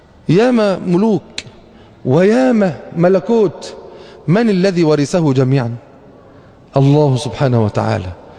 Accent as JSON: {"language": "Arabic", "country": "Egypt", "said": "ما مرتش بالذات عندنا في مصر بمثل هذه الاثار"}